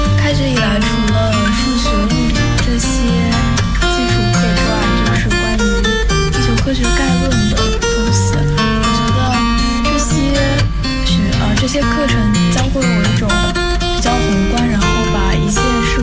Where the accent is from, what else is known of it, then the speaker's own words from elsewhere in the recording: Wuxi, Jiangsu, China; now in Beijing, China; 我是江苏无锡的。